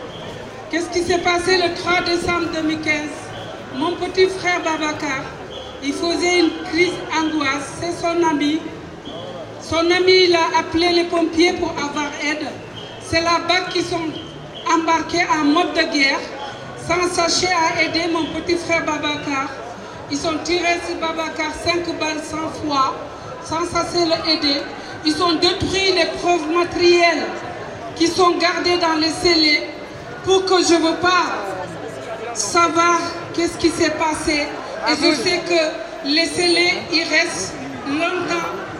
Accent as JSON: {"language": "French", "town": "Rennes", "region": "Brittany", "country": "France", "said": "je viens de Rennes."}